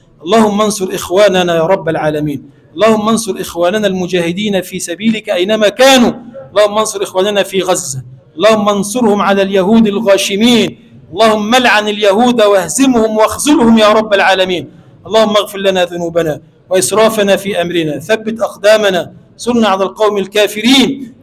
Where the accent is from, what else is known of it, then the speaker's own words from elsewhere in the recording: Egypt; اللهم اجعل بلدنا مصر بلدا آمنا مطمئنا